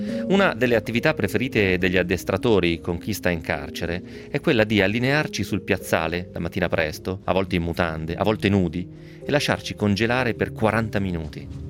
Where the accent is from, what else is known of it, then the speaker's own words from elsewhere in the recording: Novara, Piedmont, Italy; tant'è sono di Novara, altrimenti l'avrei pronunciato magari un pochettino meglio. Comunque anche il novarese mi viene male, giusto per dire.